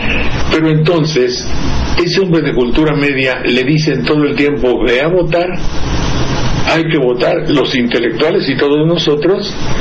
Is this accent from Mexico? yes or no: yes; Mexico; porque yo soy un mexicano de cultura media